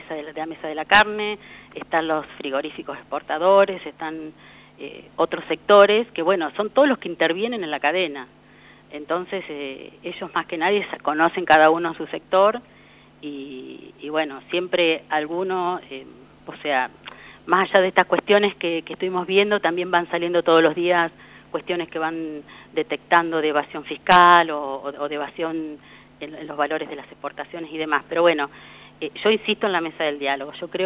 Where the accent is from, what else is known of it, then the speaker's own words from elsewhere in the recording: Ataliba Roca, La Pampa, Argentina; me crié en Ataliba Roca